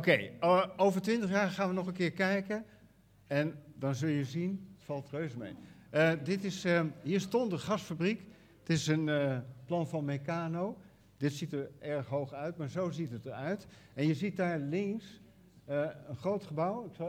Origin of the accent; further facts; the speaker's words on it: Amsterdam, North Holland, Netherlands; born there; ik ben geboren in Amsterdam, dus dat ligt er mooi tussen.